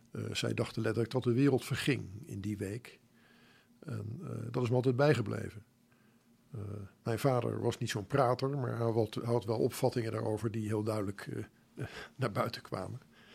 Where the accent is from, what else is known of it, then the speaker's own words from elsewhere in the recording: Voorburg, South Holland, Netherlands; Ik kom uit Voorburg oorspronkelijk, maar ja, dat wordt er toegerekend.